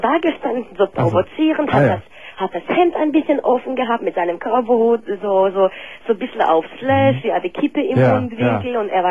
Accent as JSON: {"language": "German", "town": "Nagold", "region": "Baden-Württemberg", "country": "Germany", "said": "Ich komme aus dem Schwarzwald, ich komme aus Nagold."}